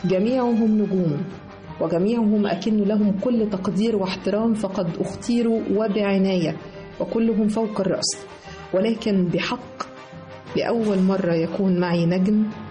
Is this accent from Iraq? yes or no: no; Egypt; ونفتخر جميعنا كمصريين